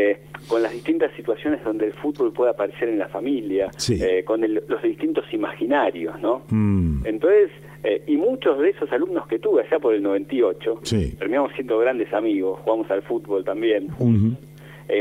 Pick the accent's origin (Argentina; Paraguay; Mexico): Argentina; Mar del Plata, Buenos Aires Province; born there; Y yo nací en Mar del Plata